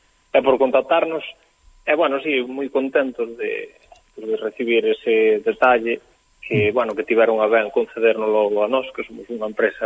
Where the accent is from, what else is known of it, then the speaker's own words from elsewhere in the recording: Galicia, Spain; nós somos moi galegos tamén, porque somos do rural galego, non?